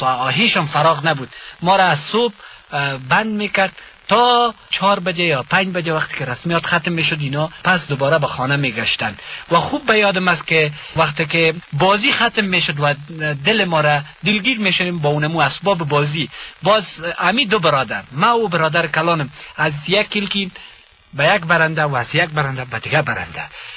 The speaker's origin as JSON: {"language": "Persian", "region": "Ghazni", "country": "Afghanistan", "said": "ما از غزنی هستیم، از پشتون های غزنی هستیم"}